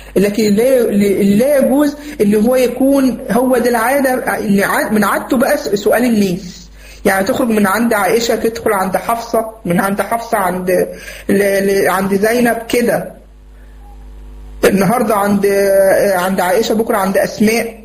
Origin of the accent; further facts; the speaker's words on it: Egypt; فكه مثلا عندنا في مصر